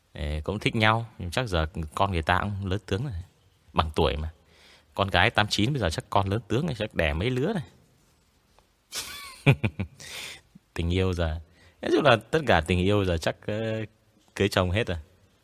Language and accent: Vietnamese; Quang Ninh, Vietnam; now in Hanoi, Vietnam; Thì đợt mình mới ở quê lên, mình ở quê của mình là từ bé mình ở Quảng Ninh. Thế là mình bị ngọng, mình bị ngọng chữ N với cả L và từ em.